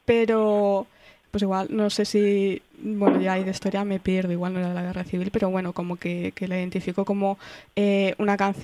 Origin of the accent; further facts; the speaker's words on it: Valencian Community, Spain; es mi pueblo también porque soy valenciana, o sea, yo he nacido ahí.